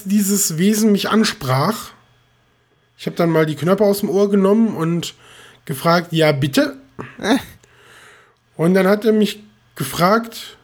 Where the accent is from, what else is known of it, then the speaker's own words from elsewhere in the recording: Rhineland, Germany; auch nicht gebürtig so aus Norddeutschland, aber ich komme aus dem Rheinland